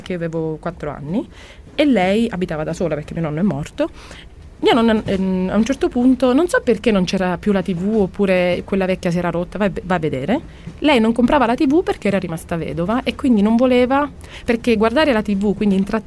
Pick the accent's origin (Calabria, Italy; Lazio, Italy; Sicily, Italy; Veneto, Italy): Sicily, Italy; io che sono nata e cresciuta in Sicilia